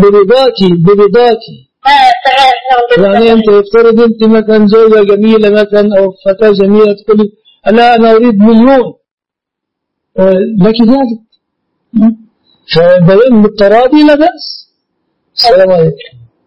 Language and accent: Arabic; Egypt; يعني عندنا في مصر المؤخر